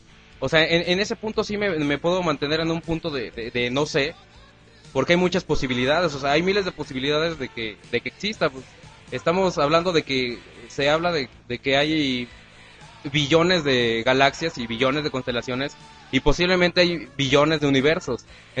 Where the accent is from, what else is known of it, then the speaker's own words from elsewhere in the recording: Mexico; porque nos criamos en México